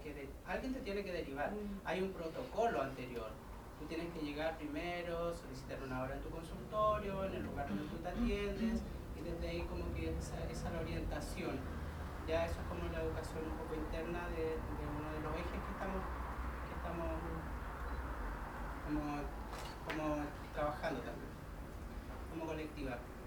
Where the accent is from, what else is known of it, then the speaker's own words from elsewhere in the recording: Temuco, Araucanía, Chile; a la colectiva trans feminista Temuco. Somos de Temuco.